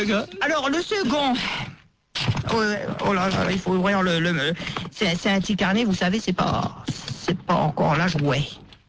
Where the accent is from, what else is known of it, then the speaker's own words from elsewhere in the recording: Paris, Île-de-France, France; Eh ben, je suis né à Paris dans le 13e arrondissement. Je suis un Parisien.